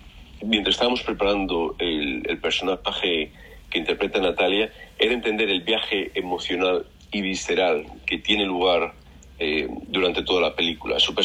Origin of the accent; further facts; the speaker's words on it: Madrid, Community of Madrid, Spain; also born or lived in Barcelona; Pues mira, yo soy de Madrid, pero viví en Barcelona un par de años